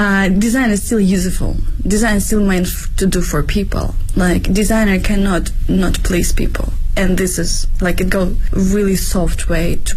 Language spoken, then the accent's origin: English; Ukraine; now in Beijing, China